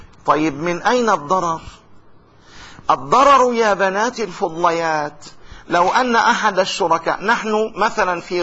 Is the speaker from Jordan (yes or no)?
yes; Jordan; ونتعامل بالدينار الأردني، حرس الله بلدنا الأردن